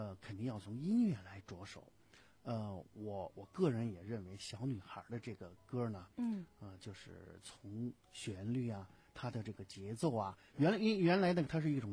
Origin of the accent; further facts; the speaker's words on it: China; 我觉得奥运会呢，给我们中国人带来的这种记忆是永远磨灭不了的